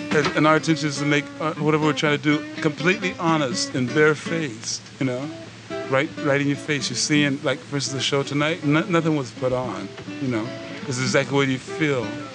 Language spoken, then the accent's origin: English; United States; And like I said before, man, I'm from America, you know.